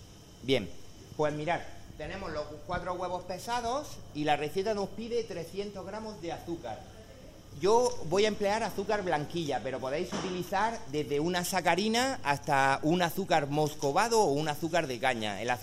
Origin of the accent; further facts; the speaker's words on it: Spain; pero como españoles siempre tenemos que arrastrar un poquito hacia nuestra parte el sentido de la receta.